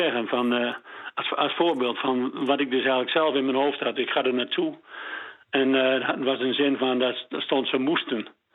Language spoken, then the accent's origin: Dutch; Drenthe, Netherlands; accent: Midden-Drents; Dat is Midden-Drents